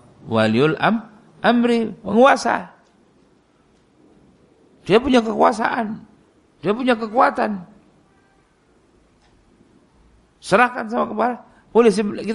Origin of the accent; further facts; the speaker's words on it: East Java, Indonesia; Saya datang dari Jawa Timur. Bukan orang Solo